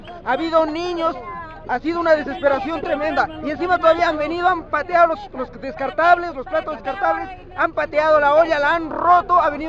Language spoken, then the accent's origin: Spanish; Celendín, Cajamarca, Peru; Yo soy de Selendín, de Sucre, de la cabecera del canal del Toro, Sendamal.